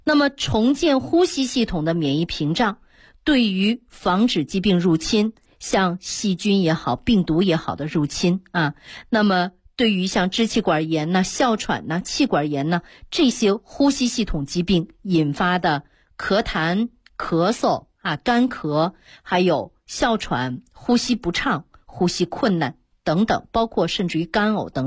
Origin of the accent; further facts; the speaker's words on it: Northeast China, China; 就是我们东北人讲话叫胯骨轴子啊